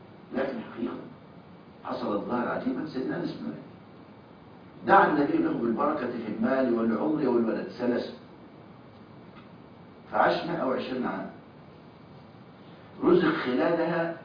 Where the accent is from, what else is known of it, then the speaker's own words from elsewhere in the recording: Egypt; طرح عندنا في مصر بيجيب 7 سنين